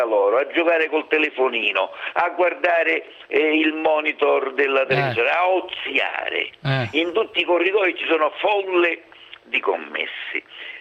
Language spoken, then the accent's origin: Italian; Sicily, Italy; Io vengo dalla Sicilia.